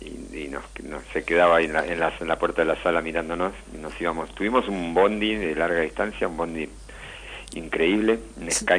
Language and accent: Spanish; Bernal, Buenos Aires Province, Argentina; Yo soy de Bernal, viví 15 años en Capital y hace un poco más de un año que volvimos para acá con la fría. Un poquito más verde, más tranqui, muy lindo.